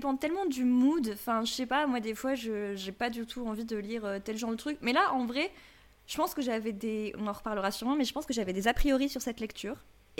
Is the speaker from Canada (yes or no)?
no; Lille, Hauts-de-France, France; now in Paris, France; Et sinon je vis à Paris mais je suis de Lille de base.